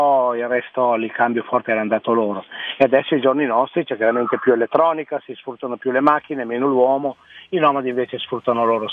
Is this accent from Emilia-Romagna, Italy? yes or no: yes; Novellara, Emilia-Romagna, Italy; mi hanno chiamato dal comune del mio paese di Novellara